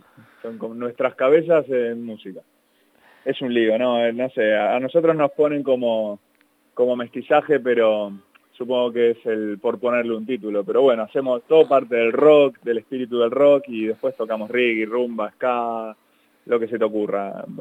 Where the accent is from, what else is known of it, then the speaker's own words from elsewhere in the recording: Buenos Aires, Argentina; now in Spain; Yo soy de Buenos Aires, de Argentina